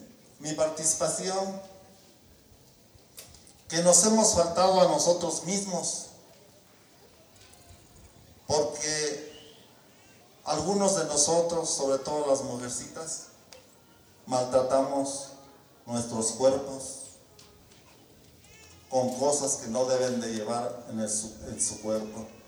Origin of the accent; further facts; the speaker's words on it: Cherán, Michoacán, Mexico; Nosotros como cheranenses hemos sido ejemplo a nivel naci